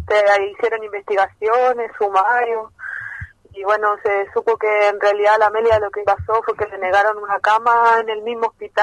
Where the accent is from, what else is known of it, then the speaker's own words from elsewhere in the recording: Valparaíso, Chile; yo soy, bueno … trabajo en el Centro Comunitario Las Cañas junto a mi compañero, somos de aquí de Valparaíso